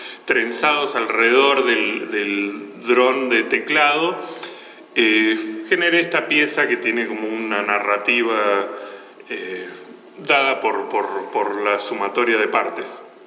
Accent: Buenos Aires, Argentina; soy de Capital Federal, provincia de Buenos Aires.

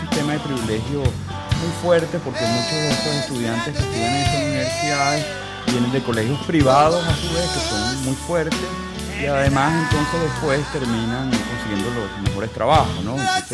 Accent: Caracas, Capital District, Venezuela; Soy de Caracas.

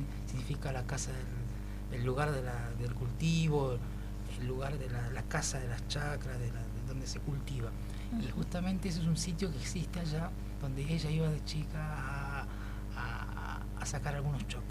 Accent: Guaymallén, Mendoza, Argentina; Yo empecé por esa edad, por allá por Mendoza. Soy de Mendoza, de Guaymallén.

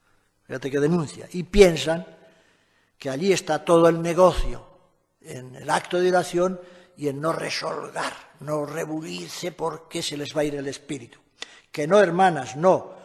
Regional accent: Castile and León, Spain; yo entiendo muy bien como castellano viejo, que los que se iban a confesar viejos se encapotaban con el cura, porque no había estos confesionarios en mi pueblo

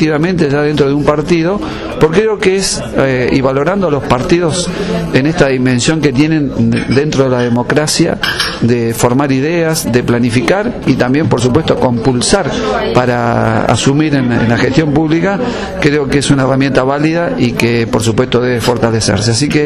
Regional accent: Argentina; creo de que como ciudadano argentino, ¿no?, opino de que debemos todos apoyar

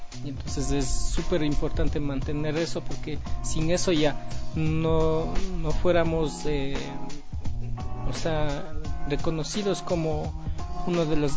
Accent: Otavalo, Imbabura, Ecuador; Como runas que somos propios de Otavalo, ¿no?

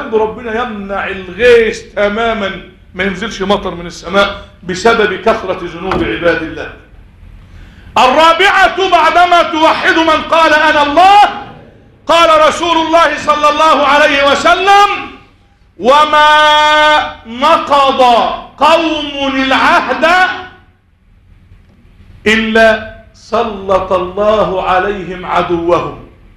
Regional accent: Egypt; اللهم إنا نسألك أن تجعل بلدنا مصر أمنا أمانا سخاء رخاء

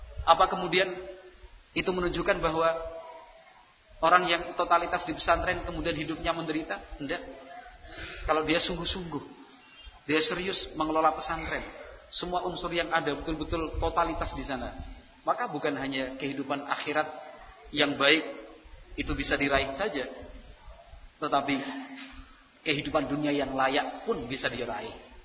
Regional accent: Kroya, Central Java, Indonesia; Artinya kalau karena kita orang Kroya ya pilihannya ya yang dekat-dekat saja kan begitu ya.

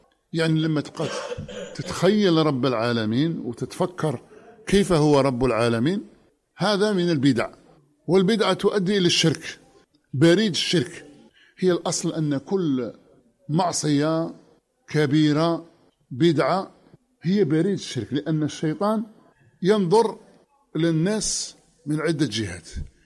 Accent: Oran, Oran Province, Algeria; عندنا في وهران

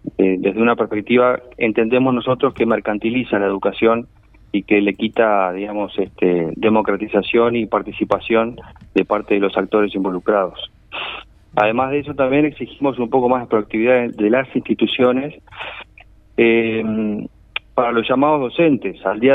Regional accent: Rocha, Uruguay; Yo soy oriundo de Rocha, en realidad, y estoy cursando el tercer año de profesorado de Historia.

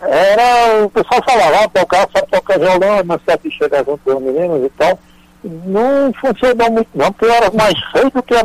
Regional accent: Ceará, Brazil; Eu queria colocar CSS, é porque eu sou cearense.

